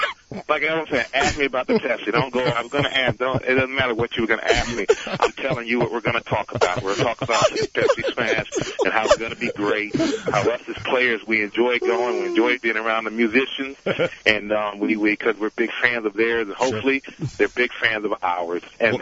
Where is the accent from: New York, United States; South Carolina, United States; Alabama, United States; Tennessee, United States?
New York, United States; But I'm from New York, my friend. I do radio all the time.